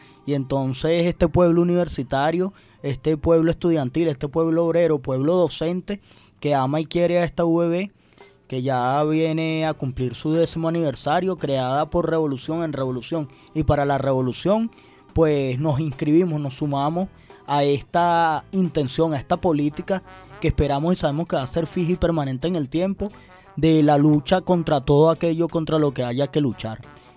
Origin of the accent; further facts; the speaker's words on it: Venezuela; como estudiantes, como venezolanos, como ciudadanos